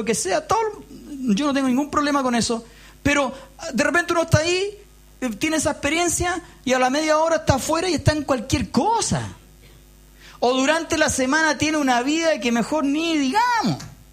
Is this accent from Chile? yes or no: yes; Chile; Nosotros tenemos una característica como sociedad, como pueblo chileno, que somos muy malos para la autocrítica.